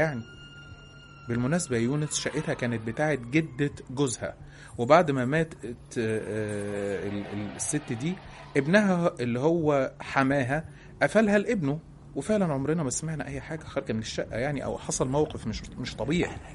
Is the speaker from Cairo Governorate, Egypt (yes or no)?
yes; Cairo, Cairo Governorate, Egypt; انا عندي 21 سنة، انا من القاهرة،